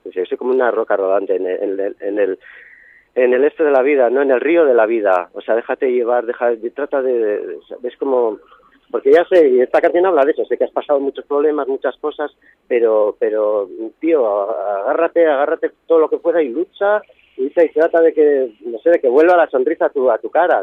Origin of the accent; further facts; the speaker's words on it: Bilbao, Basque Country, Spain; born there; now in Ibiza, Spain; dices, bueno, soy nacido en Bilbao, pero bueno